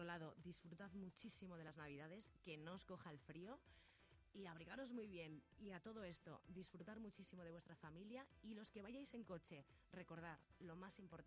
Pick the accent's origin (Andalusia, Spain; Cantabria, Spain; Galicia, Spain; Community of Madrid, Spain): Galicia, Spain; No, soy gallega